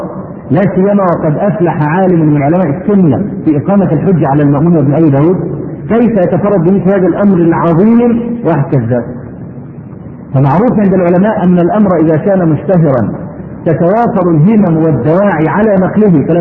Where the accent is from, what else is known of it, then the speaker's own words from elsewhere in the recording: Egypt; عندنا في مصر